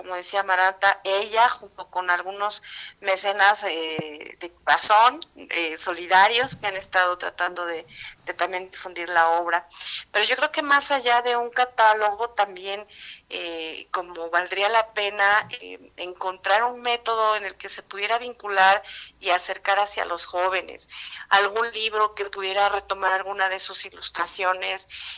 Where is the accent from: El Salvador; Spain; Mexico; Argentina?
Mexico; para el Estado de México y para, desde luego, como mexicanos, ¿no?